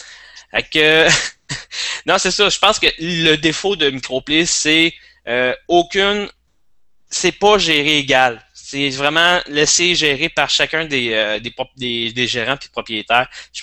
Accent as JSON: {"language": "French", "town": "Joliette", "region": "Quebec", "country": "Canada", "said": "je l'ai vu là dans le coin où je viens de Joliette."}